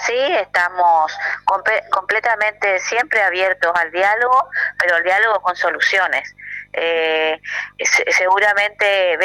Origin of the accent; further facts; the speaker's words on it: Oberá, Misiones, Argentina; yo no soy de Posadas, soy de Oberá